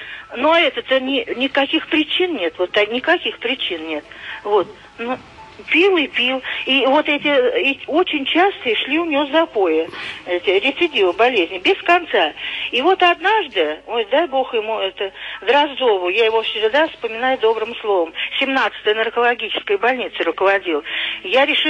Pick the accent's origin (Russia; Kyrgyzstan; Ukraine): Russia; Moscow; мы москвичи